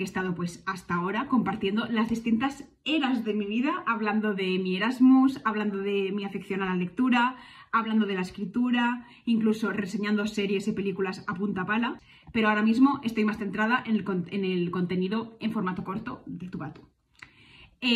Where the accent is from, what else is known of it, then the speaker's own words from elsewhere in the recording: Castellón, Valencian Community, Spain; also born or lived in Barcelona; tengo 24 años, aunque voy a cumplir 25 este año porque soy del 99. Soy de Castellón, aunque he nacido en Barcelona